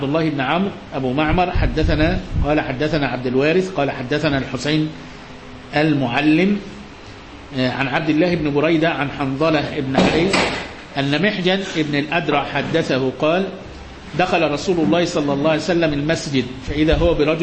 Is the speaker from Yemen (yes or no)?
no; Egypt; يعني دقيقتين في عمرنا احنا حتى كمصريين ما لهمش قيمة